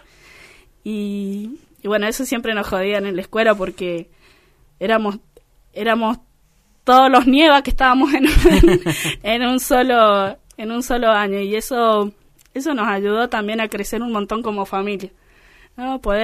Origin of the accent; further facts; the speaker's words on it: San Juan, Argentina; also born or lived in Entre Ríos; Yo soy de San Juan, soy nacida en San Juan y criada en San Juan.